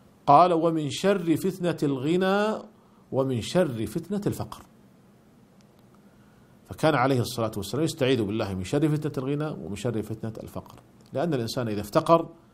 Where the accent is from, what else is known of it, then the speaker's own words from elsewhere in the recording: Saudi Arabia; وهذا هو الذي عليه عمل عندنا في المملكة العربية السعودية